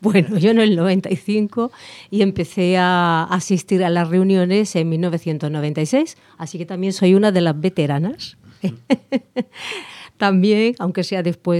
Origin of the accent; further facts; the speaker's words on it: Cádiz, Andalusia, Spain; para hacer honor a mi tierra, Cádiz, porque soy gaditana